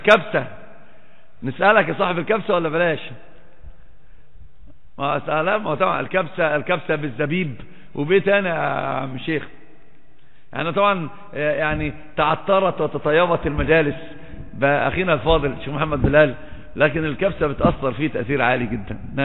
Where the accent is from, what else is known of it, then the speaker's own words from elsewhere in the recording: Upper Egypt, Egypt; أصلا عندنا في مصر برضو نفس الحكاية، في سمع وطاعة بس بيخرج. أصلا صعيدي